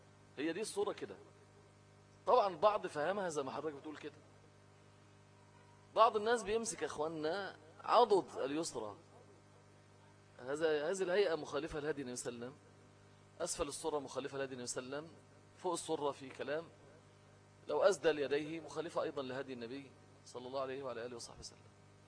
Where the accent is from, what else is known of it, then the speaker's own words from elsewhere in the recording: Egypt; لان المشهور عندنا في مصر ايه، حفص مش ورش